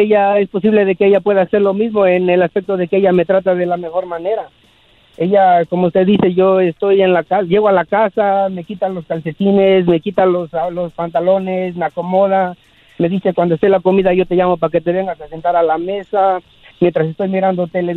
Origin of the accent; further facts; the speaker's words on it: Puebla, Mexico; De Puebla, de México.